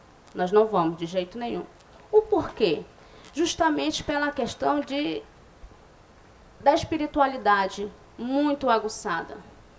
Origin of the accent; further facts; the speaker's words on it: São Gabriel da Cachoeira, Amazonas, Brazil; eu sou da etnia Baré, Sou da comunidade do Livramento também, em São Gabriel.